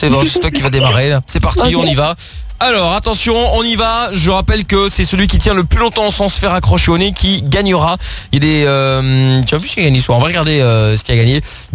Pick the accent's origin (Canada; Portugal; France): Portugal; ce qui est bien, qui me rassure en tant que Portugais